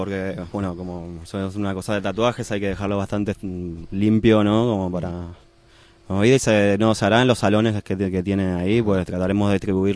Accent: Argentina; porque ahí en Chile, yo soy de Argentina, ¿no?

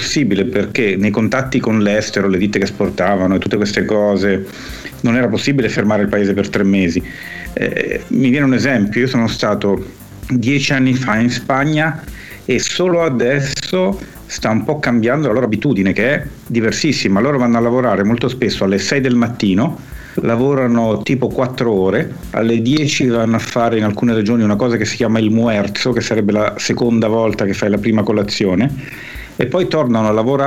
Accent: Milan, Lombardy, Italy; sono cresciuto a Milano. La mia famiglia è di origine napoletana, però io ho passato la grandissima parte delle mie vacanze di bimbo in Puglia

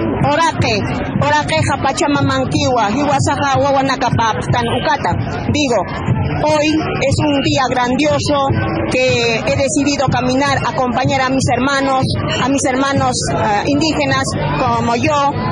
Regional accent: Puno, Peru; first language Aymara; Spanish is a second language; soy de Perú, de nación aymara, y soy sur de Perú, que se llama Julipuno, Perú. Bueno, yo soy de nación aymara, tengo mi lengua madre, que es el aymara.

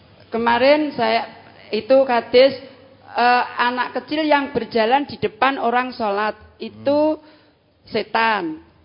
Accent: Ngawi, East Java, Indonesia; dari Ngawi.

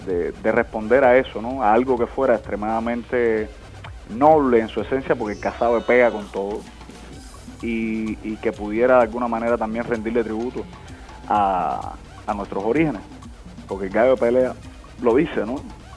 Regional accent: Cárdenas, Matanzas, Cuba; also born or lived in Las Tunas; y muy muy pequeño nos mudamos para Matanzas, o sea, para el occidente. Y realmente mi formación, mi crecimiento fue en Matanzas, específicamente en Cárdenas.

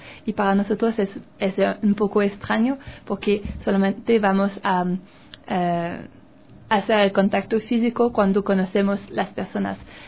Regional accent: Canada; Spanish is a second language; Sí, las frutas tienen más sabores que en Canadá. Por ejemplo, aquí las naranjas son verdes y en mi país son naranja

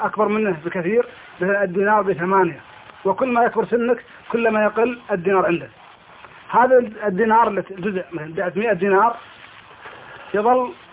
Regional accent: Kuwait; بالنسبة عندنا في الكويت

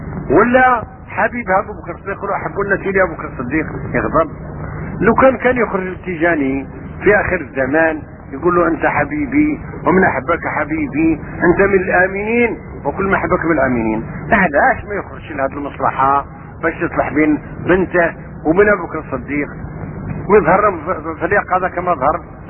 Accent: Algeria; وأنا سافرت من الجزائر وأنا هكذا أقول الشعر وأعرف الفقه المالكي

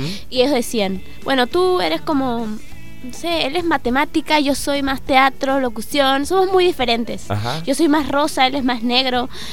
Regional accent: Lima, Peru; moved away as an adult; now in Mendoza, Argentina; Yo soy de Lima, de la capital de Perú.

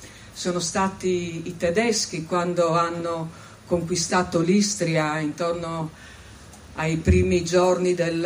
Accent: Friuli-Venezia Giulia, Italy; veniamo dal Friuli Venezia Giulia, io posso dire che nel corso della mia vita non ho fatto altro che sentir parlare di Foibe e Porzus.

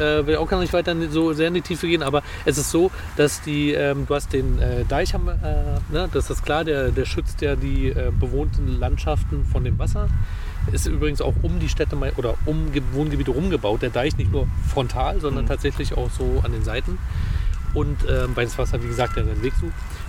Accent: Berlin, Germany; die man als Berliner nicht so vor die Flinte bekommt. Sowas wie Austernfischer. Möwen, klar, haben wir in Berlin auch.

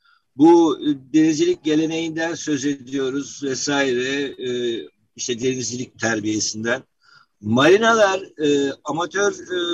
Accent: Istanbul, Turkey; Evet, ben Bebek'te büyüdüm. Boğazı defalarca yüzerek geçtim

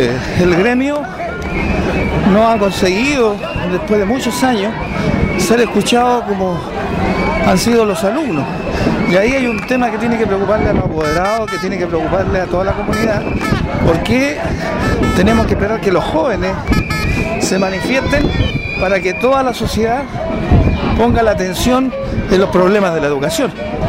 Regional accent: Chile; tenemos que ser bastante autocríticos como sociedad chilena y asumir que la educación chilena está con un nudo serio

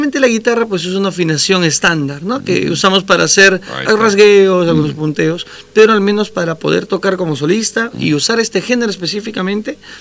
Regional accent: Huaraz, Ancash, Peru; Yo vengo de la ciudad de Huaraz, del departamento de Ancash

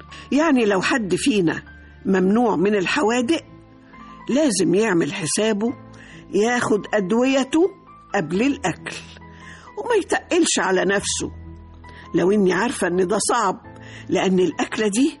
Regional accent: Egypt; أنا الحقيقة مصرية قوي، مصرية جدا، وبحب كل ما هو مصري.

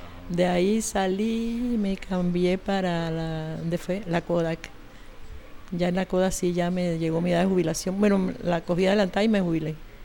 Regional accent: Chame, Panamá Oeste, Panama; also born or lived in Chitré; Yo nací en Chitré, pero me crié en Chame. Ahí hice mi escuela primaria, vine acá y con mi mamá y ya nos quedamos por Perejil. Primero vivimos en calle Primera, después vinimos acá.

